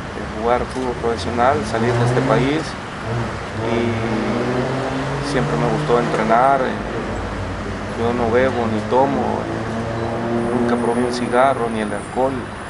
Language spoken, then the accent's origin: Spanish; Soyapango, San Salvador, El Salvador; born there; Nací el 17 de enero de 1959. Nací en San Salvador, en la ciudad de Suyapango.